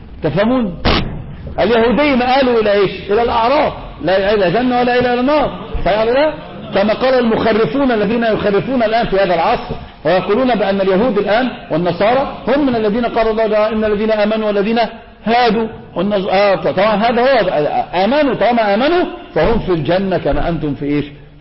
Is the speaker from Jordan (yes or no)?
no; Egypt; هذا منتشر عندنا في مصر يا شيخ